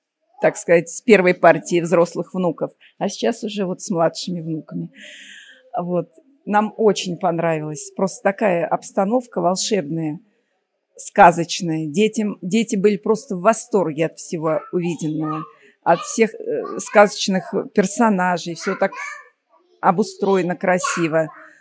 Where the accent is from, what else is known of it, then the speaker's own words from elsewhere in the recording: Moscow, Russia; Из Москвы.